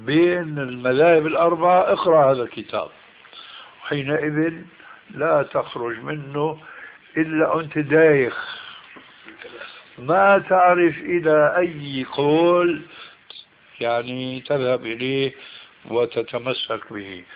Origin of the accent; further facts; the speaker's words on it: Syria; كل واحد كما يقولون عندنا في الشام